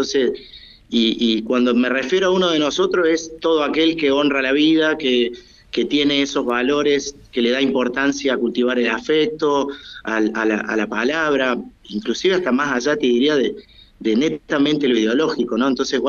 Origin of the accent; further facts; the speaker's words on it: Argentina; also born or lived in Havana; yo nací en La Habana y estuve más o menos hasta el año y ocho meses ahí. Sí. Después volvimos a la Argentina.